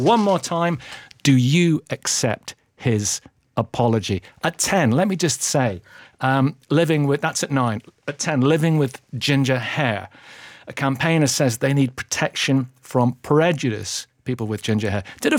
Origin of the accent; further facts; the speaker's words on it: Edinburgh, Scotland, United Kingdom; I'm coming from Edinburgh.